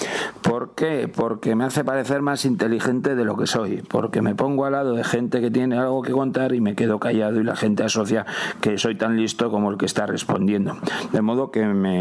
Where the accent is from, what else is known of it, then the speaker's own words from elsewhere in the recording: Basque Country, Spain; y yo soy de Euskadi